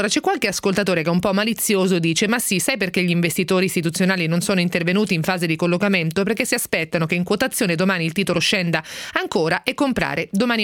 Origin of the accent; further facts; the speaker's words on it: Ancona, Marche, Italy; quella che ha fatto l'ascoltatore anconetano, che peraltro è delle mie parti